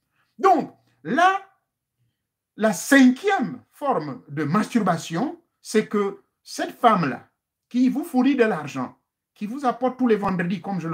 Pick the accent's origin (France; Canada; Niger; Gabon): Gabon; chez nous au Gabon